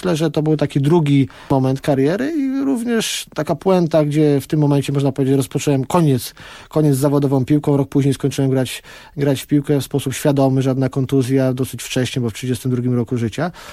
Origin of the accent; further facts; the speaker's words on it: Kraków, Lesser Poland, Poland; Znam go z Krakowa, ja jestem z Krakowa, trener Nawałka jest z Krakowa.